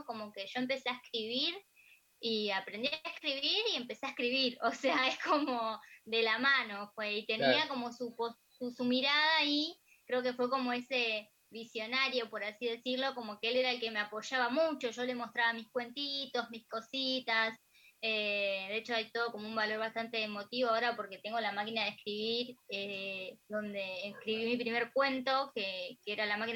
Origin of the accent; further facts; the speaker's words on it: Alejandro Korn, Buenos Aires Province, Argentina; also born or lived in La Plata; estuve muchos años allá y pasaron muchas cosas allá, sobre todo que fui mamá, así que, claro. Pero sí, soy de acá, de Alejandro Cor.